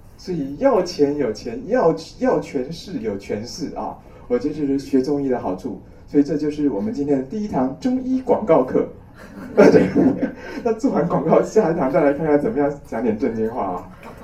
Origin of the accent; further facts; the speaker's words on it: Taiwan; 我觉得我们台湾人哦，不要向大陆人炫富，我们要炫贫。